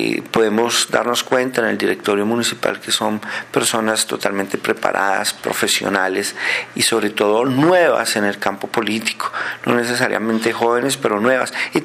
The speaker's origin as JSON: {"language": "Spanish", "region": "Bogotá", "country": "Colombia", "lives_now": "Soacha, Colombia", "said": "somos muchísimos los bogotanos que vivimos en provincia, que vivimos en Soacha, en Chía, en otros municipios"}